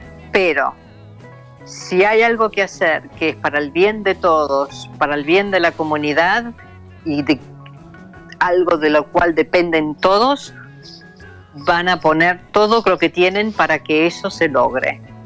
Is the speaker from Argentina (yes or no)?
yes; Argentina; born there; nací en la Argentina, nadie me dice nada